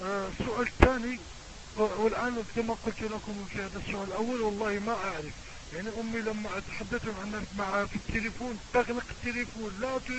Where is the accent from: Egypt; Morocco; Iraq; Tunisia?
Morocco; نحن من المغرب نتكلم ونبلغ سلامنا الحار الى جميع الشعوب العربية